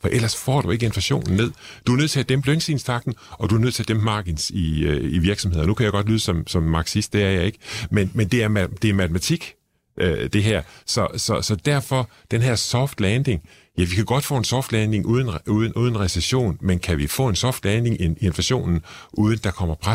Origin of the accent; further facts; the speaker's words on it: Struer, Central Denmark Region, Denmark; jeg kommer fra Struer, så har man noget kærlighed til den gamle virksomhed deroppe.